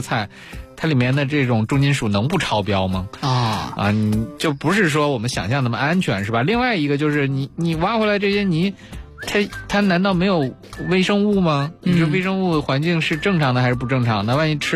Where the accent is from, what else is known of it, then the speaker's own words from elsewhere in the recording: China; 我们中国人长期以来其实一直以来就很少，或者说我们没有经历过那种化学物质对我们影响的这种向好的这种逐渐变化的这个过程。